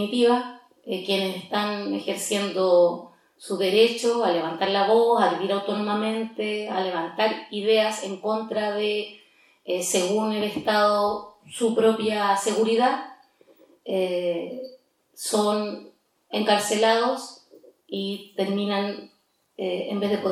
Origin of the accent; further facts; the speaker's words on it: Temuco, Araucanía, Chile; nací en Temuco, vivo aquí en Gualmapu toda mi vida, estudié en la Universidad Católica de Temuco.